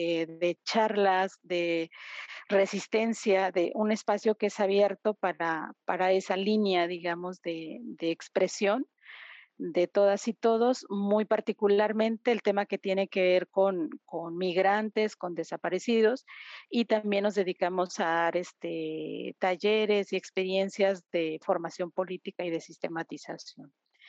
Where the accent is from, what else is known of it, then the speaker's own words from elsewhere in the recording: Guadalajara, Jalisco, Mexico; yo soy de Guadalajara, Jalisco, México, y acá estoy ahora en Guadalajara compartiendo con ustedes.